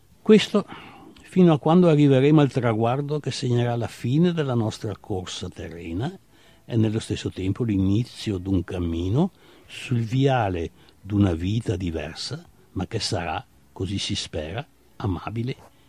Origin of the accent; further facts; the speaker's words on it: Veneto, Italy; accent: Treviso dialect; first language Treviso dialect; Italian is a second language; Ho cominciato col mio dialetto trevisano, che è sicuramente la mia madrelingua, e poi man mano che ho appreso altri idiomi, mi sono ancora e sempre domandato cos'è la vita.